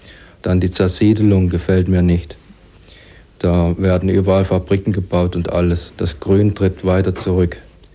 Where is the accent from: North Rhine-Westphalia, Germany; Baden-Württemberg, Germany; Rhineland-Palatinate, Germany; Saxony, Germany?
Baden-Württemberg, Germany; Ich komme eigentlich aus dem Schwarzwald. Das sieht sowieso schon ein bisschen anders aus wie hier.